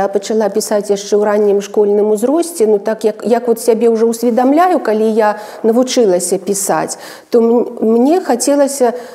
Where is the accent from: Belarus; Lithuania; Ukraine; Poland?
Belarus; Gomel, Gomel Region; also born or lived in Lida; Так, сапраўды, я нарадзілася ў Лідзе, ў гэтым гістарычным, легендарным горадзе Беларусі.